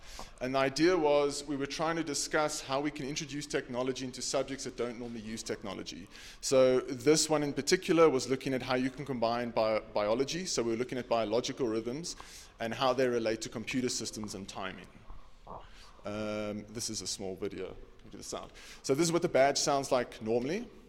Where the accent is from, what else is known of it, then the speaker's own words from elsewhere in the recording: South Africa; I'm from South Africa. For those of you that don't know, it's the red continent, country at the bottom of the African continent.